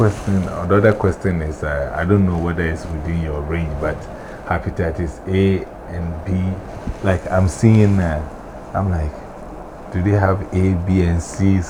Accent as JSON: {"language": "English", "country": "Ghana", "said": "I'm from Ghana."}